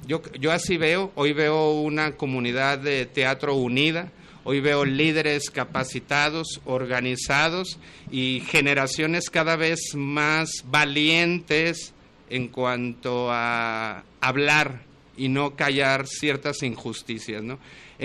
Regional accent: Guadalajara, Jalisco, Mexico; el teatro que yo hago y el impuesto que yo genero como tapatío

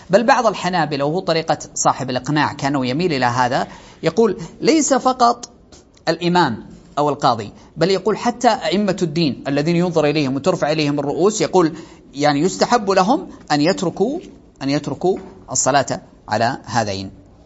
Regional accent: Saudi Arabia; ولأجل هذا ترون أنه عندنا في السعودية عموم المساجد

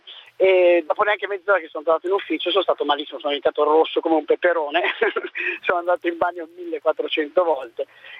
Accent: Milan, Lombardy, Italy; io sono di Milano

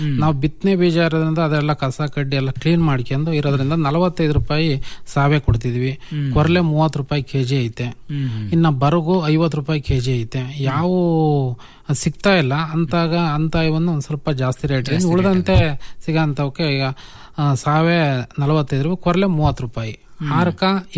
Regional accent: Bhatrahalli, Karnataka, India; ನಮ್ದು ಮೂಲತಃ ಚಿಕ್ಕನಾಯಕನಹಳ್ಳಿ ತಾಲೂಕು ಭಟ್ರಹಳ್ಳಿ ಅಂತ ಹಳ್ಳಿ.

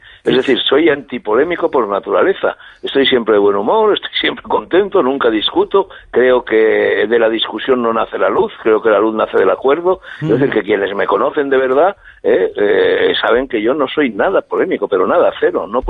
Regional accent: Spain; desde un punto de vista español aquí, en mi país

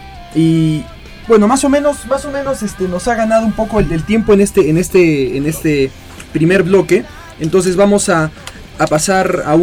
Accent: Arequipa, Peru; como buenos arequipeños y que nos gusta nuestra comida

